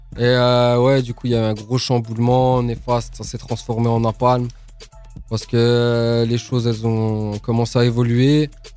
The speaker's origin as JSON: {"language": "French", "town": "Audincourt", "region": "Bourgogne-Franche-Comté", "country": "France", "said": "Audincourt."}